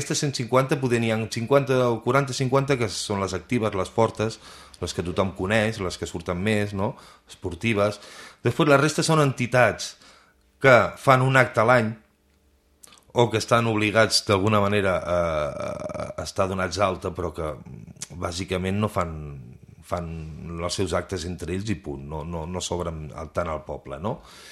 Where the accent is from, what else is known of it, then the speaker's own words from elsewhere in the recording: Girona, Catalonia, Spain; jo sóc de Girona, però ja t'he dit, vic a Guissal, no?